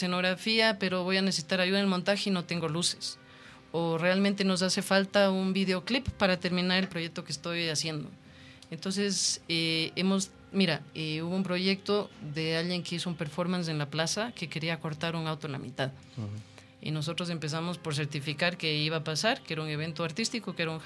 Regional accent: Ecuador; porque yo soy muy ecuatoriana

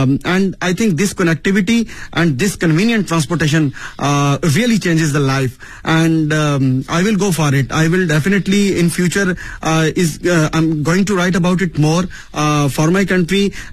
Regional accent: Pakistan; heard that I'm from Pakistan, I'm a Pakistani citizen

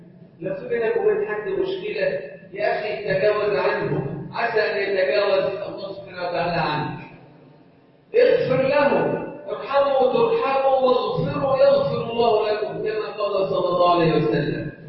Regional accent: Egypt; اللهم اجعل بلدنا مصر امنا امانا سخاء رخاء

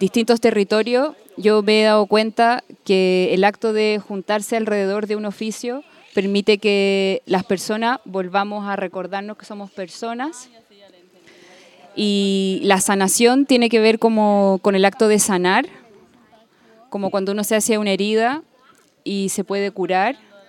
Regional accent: Chile; soy chilena y trabajo hace ya 10 años con distintas comunidades

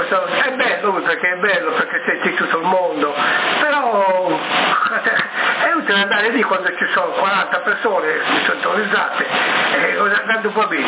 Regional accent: Sassari, Sardinia, Italy; siamo noi della Sardegna, di Sassa, là, diciamo, il circondario

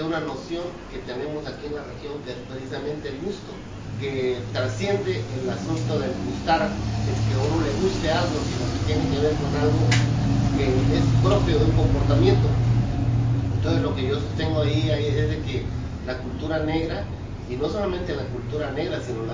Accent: Pochutla, Oaxaca, Mexico; yo soy de Pochutla. Pues es esta misma costa, ¿no? De aquí hasta Huatulco

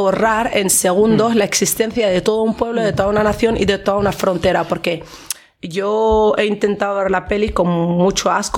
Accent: Western Sahara; Spanish is a second language; nosotros, como saharauis, como revolucionarios, como africanos, como nación libre, nunca vamos a formar parte de ninguna autonomía

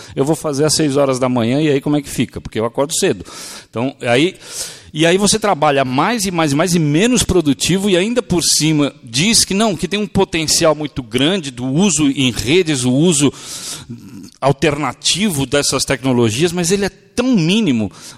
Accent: São Paulo, Brazil; Eu sou do Bexiga, minha pizza é mussarela, tomate e manjericão.

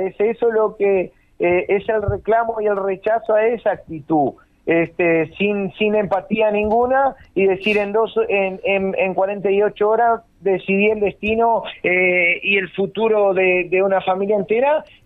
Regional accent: Rivera, Uruguay; Somos personas que hace muchos años trabajamos acá en esta planta, somos nacidos, criados acá en Rivera

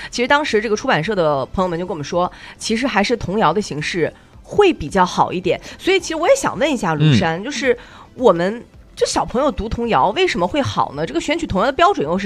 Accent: China; 我们中国人呢，过年是一个很隆重的节日。

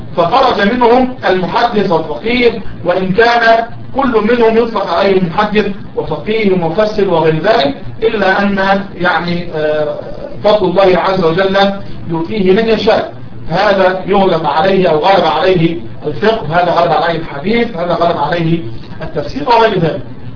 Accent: Egypt; كان يلد يعني باللغة العامية عندنا في مصر بيلد

